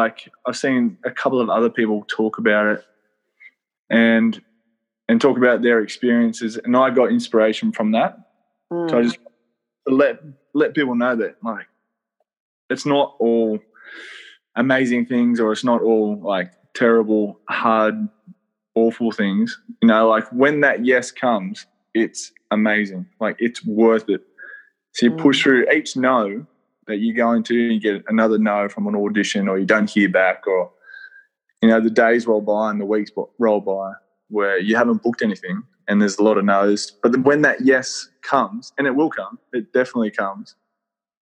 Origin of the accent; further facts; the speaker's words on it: Wollongong, New South Wales, Australia; I'm from Wollongong.